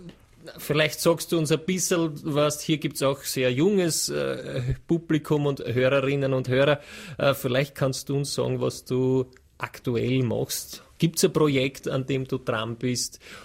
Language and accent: German; Vienna, Austria; jetzt sage ich, bin ein Wiener, ja.